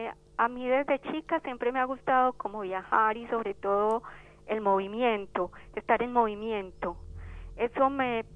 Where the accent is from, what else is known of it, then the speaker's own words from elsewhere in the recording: Betania, Antioquia, Colombia; now in La Reja, Argentina; Yo soy de Betania, Antioquia, o sea, Colombia.